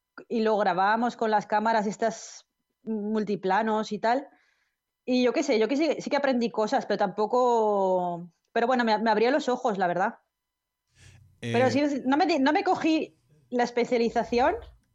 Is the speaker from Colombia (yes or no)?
no; Castellón, Valencian Community, Spain; moved away as an adult; Bueno, pues a ver, yo soy de Castellón, de La Plana.